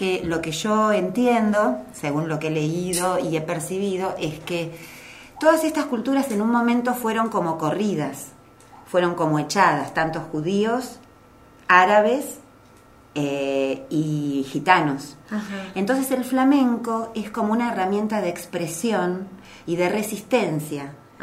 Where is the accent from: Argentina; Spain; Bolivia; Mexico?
Argentina; Patagonia; born there; Yo soy argentina, nacida en la Patagonia.